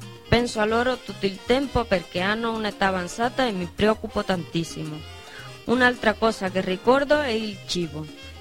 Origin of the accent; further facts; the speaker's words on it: Havana, Cuba; now in Spain; Sono proprio della Habana, che è la capitale di Cuba, dove ci sono circa 2 milioni di abitanti e dove si trova il maggior flusso turistico di tutta l'isola.